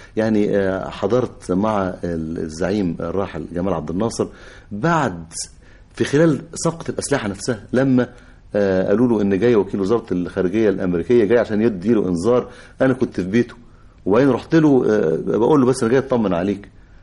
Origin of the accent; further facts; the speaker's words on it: Egypt; وعارف كمصري وكمواطن بيقاسي وبيتمنى الخلاص لغاية ما حدثت الثورة